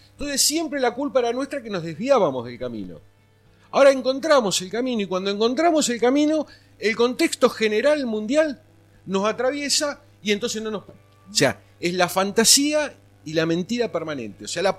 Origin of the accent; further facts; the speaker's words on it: Chivilcoy, Buenos Aires Province, Argentina; also born or lived in La Plata; Yo vengo de Chivilcoy, pero antes de estar en Chivilcoy, del lugar donde soy originario, tuve 35 años viviendo en La Plata y trabajando en Quilmes Judicial